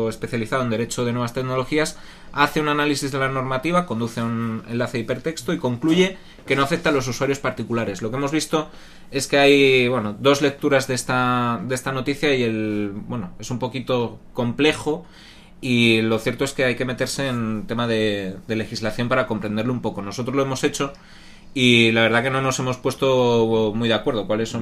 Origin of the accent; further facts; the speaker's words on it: Asturias, Spain; Claro, como somos asturianos hay que meter premio Príncipe de Asturias.